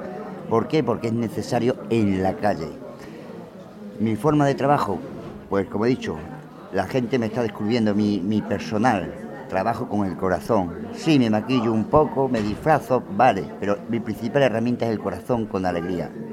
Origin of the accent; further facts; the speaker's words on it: Don Benito, Extremadura, Spain; also born or lived in Bilbao; soy extremeño de Don Benito, Badajoz, pero he estado muchos años en Bilbao